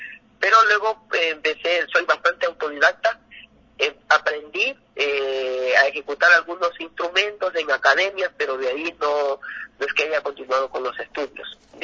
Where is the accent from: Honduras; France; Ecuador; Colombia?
Ecuador; que es muy representativo aquí en el país, como ecuatoriano.